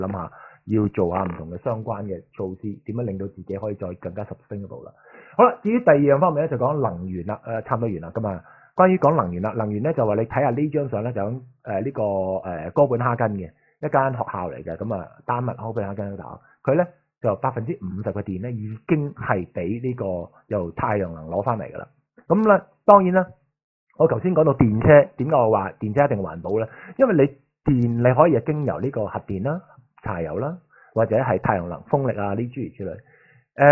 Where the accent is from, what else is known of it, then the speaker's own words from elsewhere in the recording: China; 但係我哋中國人呢個社會就係話唔鼓勵你做壞孩子，要做乖